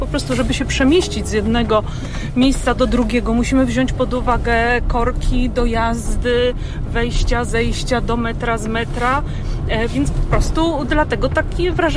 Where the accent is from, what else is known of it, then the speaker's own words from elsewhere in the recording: Warsaw, Masovian Voivodeship, Poland; ja się wychowałam w centrum Warszawy, gdzie było raptem 5 kamienic, które się uratowały sprzed wojny.